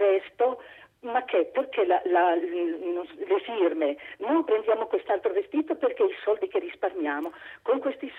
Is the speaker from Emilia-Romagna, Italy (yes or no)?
yes; Reggio Emilia, Emilia-Romagna, Italy; Io sono da Reggio Emilia, sono un'emiliana.